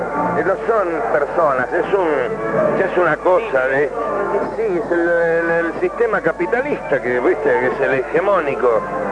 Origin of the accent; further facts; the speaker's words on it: Buenos Aires, Argentina; Yo soy muy porteño y viste, allá a Buenos Aires es un lugar muy histérico.